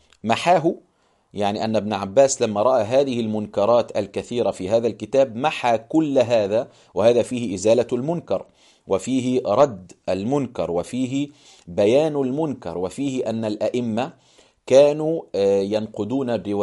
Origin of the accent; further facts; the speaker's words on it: Egypt; مما هو منتشر عندنا في مصر في كثير من القرى والمدن كذلك